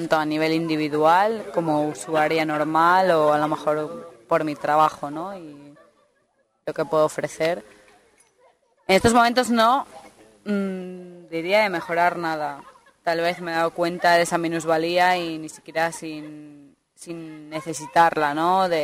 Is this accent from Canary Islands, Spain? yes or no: no; León, Castile and León, Spain; Y en cuanto yo soy de León